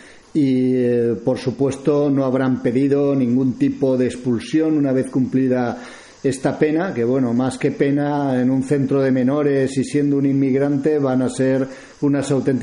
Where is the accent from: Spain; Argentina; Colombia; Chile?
Spain; los racistas que somos los españoles, los europeos en general